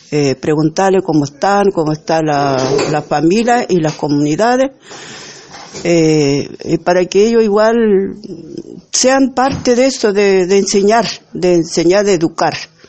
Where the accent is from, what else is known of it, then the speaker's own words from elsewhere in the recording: Isla Huapi, Araucanía, Chile; soy de la Isla Guapi.